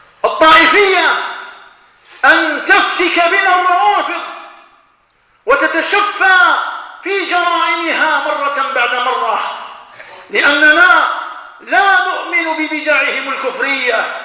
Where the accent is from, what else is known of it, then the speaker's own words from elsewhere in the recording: Algeria; ونذر الخطر تدق أجراسها في بلادنا الجزائر هنا وهناك